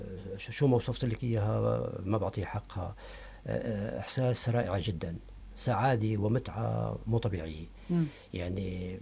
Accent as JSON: {"language": "Arabic", "town": "Qadmus", "region": "Tartus Governorate", "country": "Syria", "said": "رسمت أنا من فترة لوحة لمدينتي القدموس، القلعة ومن حولها البيوت الريفية"}